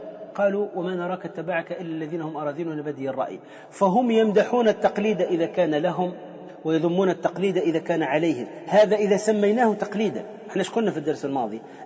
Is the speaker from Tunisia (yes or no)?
yes; Tunisia; أنا أعرف رجلا صوفيا عندنا في تونس